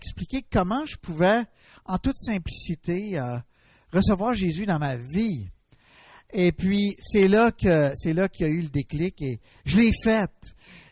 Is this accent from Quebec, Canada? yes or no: yes; Gatineau, Quebec, Canada; now in Dorval, Canada; Je suis originaire de Gatineau. Et puis, j'habite actuellement à Dorval. C'est pas tellement loin d'ici